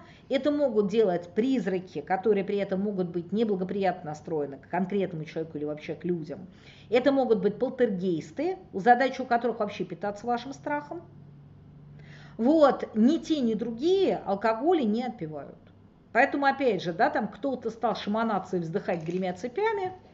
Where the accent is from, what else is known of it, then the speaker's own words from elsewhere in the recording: Moscow, Russia; Не знаю, я москвичка, поэтому я, в общем, акую быстрее.